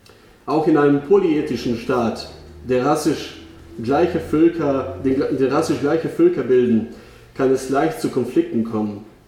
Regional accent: Eastern Croatia, Croatia; bin ich ja in Kroatien geboren, ich bin da auch aufgewachsen. Ich habe diesen Krieg Anfang der 90er Jahre selbst miterlebt. Ich komme ursprünglich auch aus dem Osten Kroatiens, also etwas östlicher.

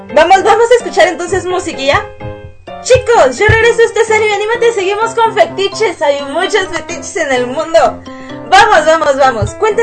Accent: Mexico City, Mexico; Porque además yo soy de la Ciudad de México y de repente me salen acentos de otros lados

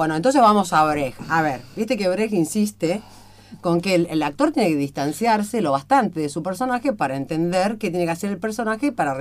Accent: Morón, Buenos Aires Province, Argentina; Yo soy de Morón.

